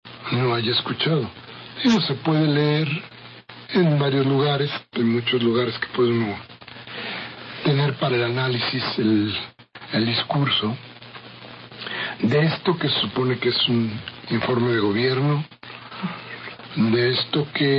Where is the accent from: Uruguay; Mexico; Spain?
Mexico; esta idea a no pensar más como los mexicanos queremos